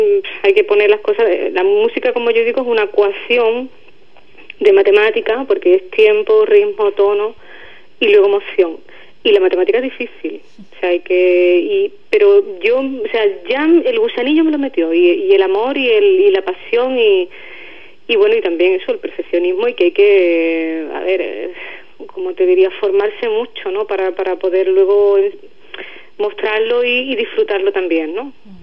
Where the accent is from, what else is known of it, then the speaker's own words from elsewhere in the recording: Ubrique, Andalusia, Spain; es que es mi pueblo y el pueblo de mi familia y de mis amigos